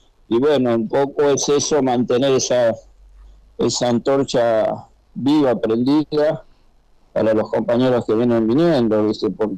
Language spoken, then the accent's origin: Spanish; San Fernando, Buenos Aires Province, Argentina; Yo, como soy de San Fernando, mucho llegaba a él